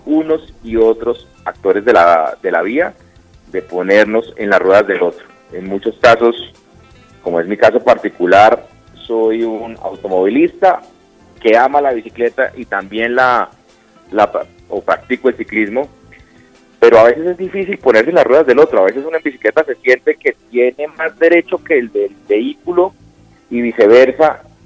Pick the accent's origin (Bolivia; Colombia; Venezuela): Colombia; Así somos los colombianos, posiblemente.